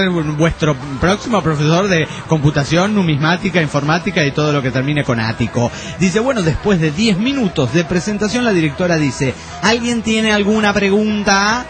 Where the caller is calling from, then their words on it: Toluca, State of Mexico, Mexico; soy de Toluca.